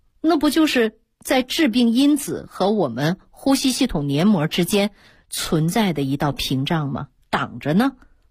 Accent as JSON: {"language": "Chinese", "country": "China", "said": "那作为中国人，我们也有得天独厚的这样的一个保持健康的条件。"}